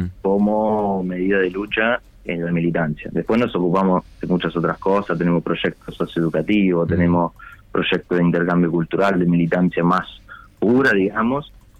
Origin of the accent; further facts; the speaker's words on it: Italy; Spanish is a second language; moved away as an adult; now in Uruguay; yo por ejemplo vivo en Uruguay hace 6 años, pero soy italiano, me crié en Italia